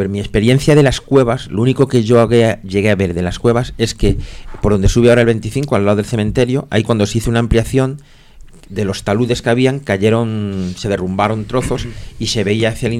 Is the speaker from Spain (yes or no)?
yes; Madrid, Community of Madrid, Spain; Yo no de pequeño no me crié aquí, me crié en Aluche, que está cerca.